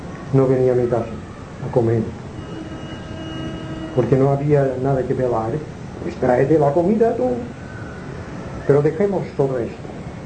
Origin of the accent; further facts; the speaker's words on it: Palma, Balearic Islands, Spain; also born or lived in Inca; yo nací en Inca, me trajeron a Palma, que era un niño muy pequeñito